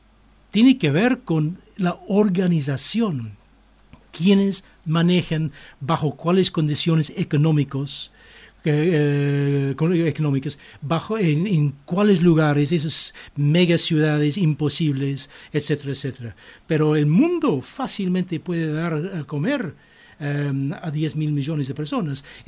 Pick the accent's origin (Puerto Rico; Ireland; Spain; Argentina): Ireland; Spanish is a second language; En muchos países, en mi país, en Irlanda, yo conocí varias familias de 13 niños